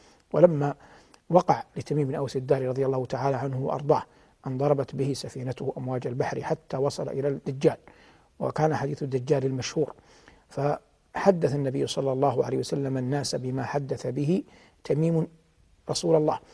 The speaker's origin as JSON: {"language": "Arabic", "town": "Medina", "region": "Medina Province", "country": "Saudi Arabia", "said": "فهذا بعض مما قيل من آثار وذكر من أخبار في هذه المدينة المباركة، مدينتي"}